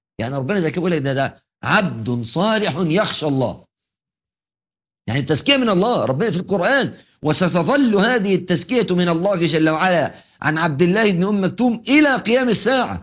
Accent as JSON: {"language": "Arabic", "country": "Egypt", "said": "بتعبيرنا كمصريين يقول لك كلمة تنجس بحر."}